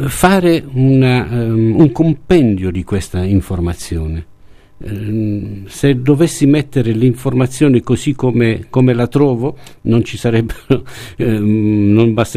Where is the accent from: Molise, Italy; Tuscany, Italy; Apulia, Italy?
Apulia, Italy; Bari; moved away as an adult; perché io sono di Bari, ma così per gioco